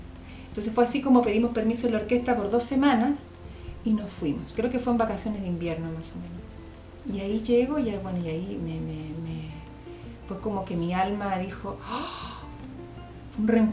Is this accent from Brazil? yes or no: no; Chile; born there; moved away; Soy chilena de nacimiento.